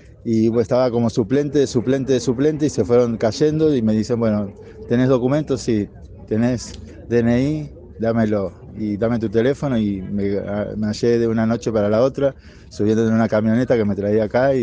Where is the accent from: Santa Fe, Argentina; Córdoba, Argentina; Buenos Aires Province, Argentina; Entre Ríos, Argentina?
Santa Fe, Argentina; Rosario; soy de Rosario.